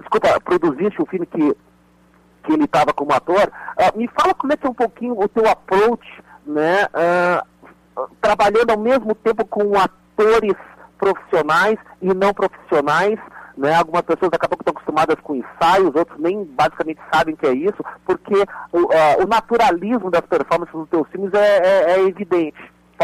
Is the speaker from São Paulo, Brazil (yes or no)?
no; Piauí, Brazil; apesar do meu sotaque, eu sou do Piauí.